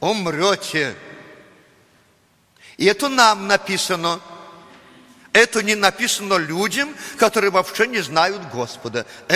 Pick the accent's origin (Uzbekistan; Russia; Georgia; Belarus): Belarus; Russian is a second language; Но мы привыкли так, мы же белорусы. Мы же русский язык не знаем так, как надо. У нас свой акцент, так сказать, свой запас и так далее.